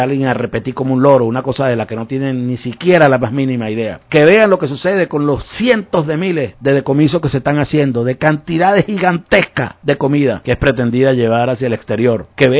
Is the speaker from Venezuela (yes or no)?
yes; Venezuela; Eso es lo que nos corresponde con responsabilidad como venezolanos.